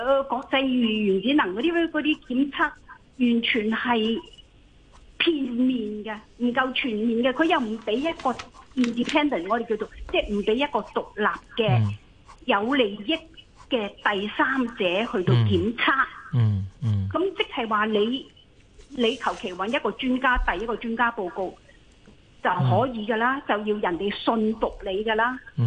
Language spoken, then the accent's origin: Cantonese; Hong Kong; 我淨講我哋香港人啦